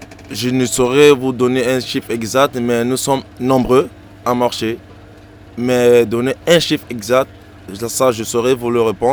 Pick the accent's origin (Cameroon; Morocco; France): Cameroon; now in Europe; Je suis originaire de l'Afrique, s'il faut le dire, et précisément du Cameroun.